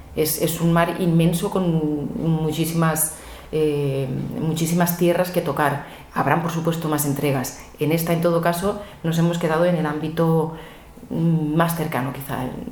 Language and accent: Spanish; Valencian Community, Spain; first language Catalan; Spanish is a second language; Somos españoles, por supuesto. Yo me siento completamente española, valenciana, pero española también, y el castellano es nuestra segunda lengua